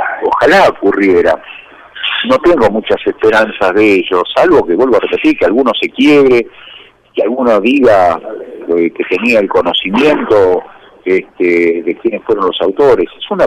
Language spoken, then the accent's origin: Spanish; Argentina; A mí me da vergüenza, como argentino